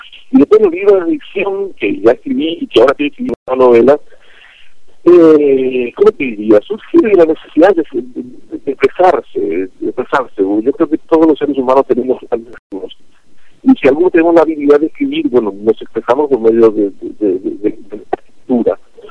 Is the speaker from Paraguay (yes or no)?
yes; Paraguay; sin prejuicios lógicos que uno tiene siendo paraguayo